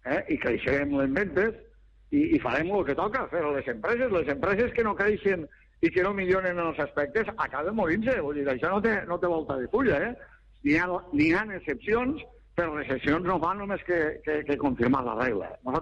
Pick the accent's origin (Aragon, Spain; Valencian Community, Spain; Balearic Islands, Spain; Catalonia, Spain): Valencian Community, Spain; jo sóc espanyol i me sento molt orgullós de ser espanyol, però primer sóc valencià, eh? Epa, primer sóc valencià.